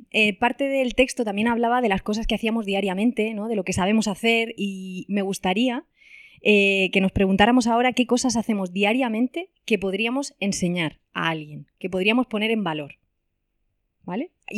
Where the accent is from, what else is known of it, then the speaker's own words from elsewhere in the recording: Alicante, Valencian Community, Spain; now in Murcia, Spain; Yo que vengo de Alicante, me parece muchísimo más grande, o sea, a mí me parece pequeño Alicante.